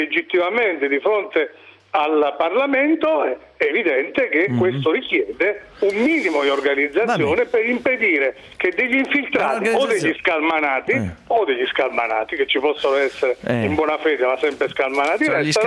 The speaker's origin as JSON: {"language": "Italian", "region": "Abruzzo", "country": "Italy", "said": "ed io lo dico da abruzzese perché avverto anche le reazioni che ci possono essere a queste vicende"}